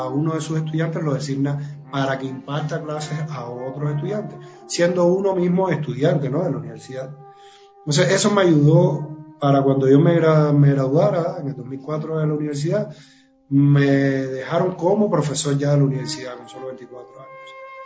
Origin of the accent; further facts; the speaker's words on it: Matanzas, Cuba; Yo soy cubano y bueno, 10 años vivo aquí en Cuba, pero bueno, comencé mis estudios a los 10 años en la Escuela de Artes de la provincia donde yo